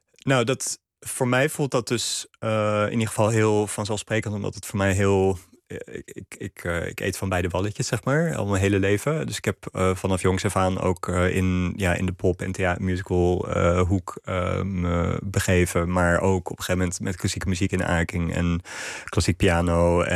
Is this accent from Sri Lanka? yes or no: yes; Sri Lanka; Want ik zat op een internationale school in Sri Lanka, waar ik opgegroeid ben.